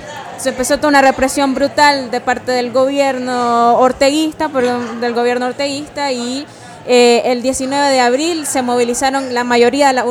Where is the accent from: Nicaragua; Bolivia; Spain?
Nicaragua; vengo de Nicaragua, del colectivo CEAL Nicaragua